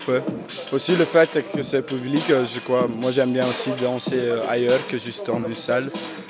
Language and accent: French; Flanders, Belgium; French is a second language; Non, moi je suis flamand à la base.